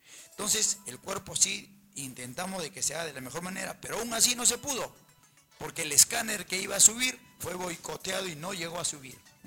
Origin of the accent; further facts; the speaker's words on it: Puno, Peru; born there; soy chalaco por derecho de matrimonio, pero he nacido en Puno.